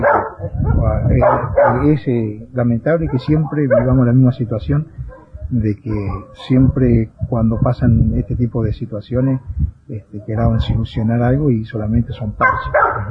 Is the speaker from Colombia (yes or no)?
no; Argentina; somos argentinos y estamos despidiendo nuestros derechos